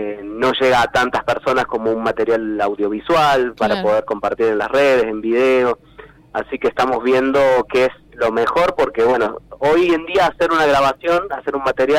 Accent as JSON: {"language": "Spanish", "region": "Córdoba", "country": "Argentina", "said": "cada vez que ponemos un pie fuera de Córdoba, y somos de Córdoba, el chiste fácil es ¿por qué no hacemos cuarteto?"}